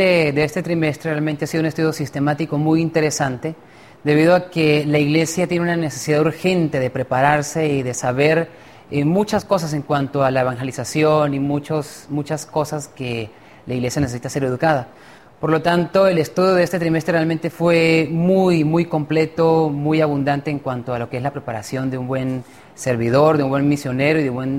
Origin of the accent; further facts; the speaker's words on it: Venezuela; soy de Venezuela y soy licenciado en teología.